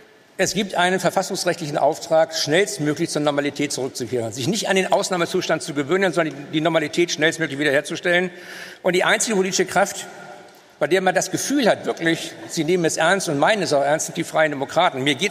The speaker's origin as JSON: {"language": "German", "region": "Northern Germany", "country": "Germany", "said": "ich komme ja aus dem Norden, habe deshalb auch einen intensiveren Kontakt nach Dänemark"}